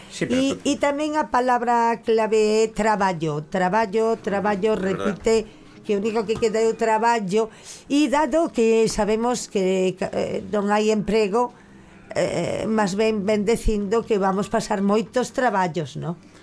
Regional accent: Galicia, Spain; Sí, pero como galega teño visto moito morto

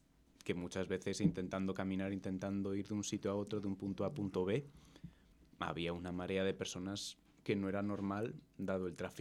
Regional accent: Madrid, Community of Madrid, Spain; Fíjate, eso demuestra que soy más madrileño de lo que pensaba.

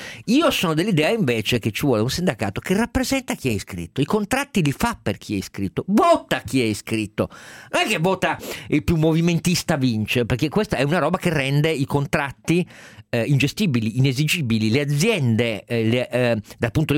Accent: Turin, Piedmont, Italy; vengo da Mirafiori

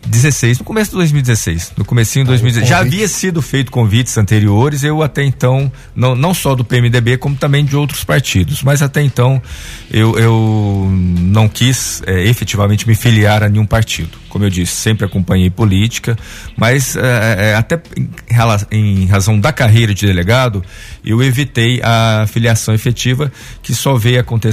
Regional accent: Passos, Minas Gerais, Brazil; also born or lived in Piuí; eu sou natural de Piuí, Minas Gerais, da Serra da Canastra, né? Com 2 anos fui para Passos, onde eu fui criado. E depois a gente veio para o estado. Passei também um período em Pouso Alegre, onde eu fiz a faculdade de Direito, né?

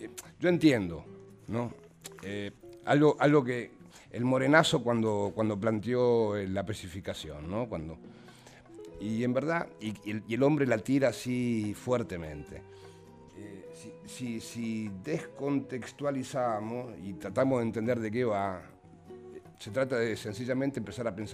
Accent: Argentina; A mí me gusta ser argentino.

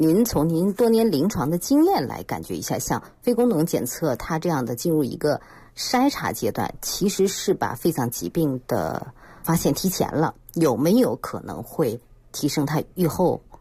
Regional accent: China; 我个人理解，目前我们中国人采用的这种体检的方式有两个很重要的意义啊

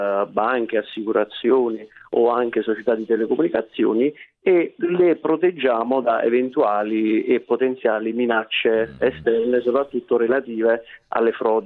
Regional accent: Ariano Irpino, Campania, Italy; Sì, Ariano Irpino, provincia di Avellino.

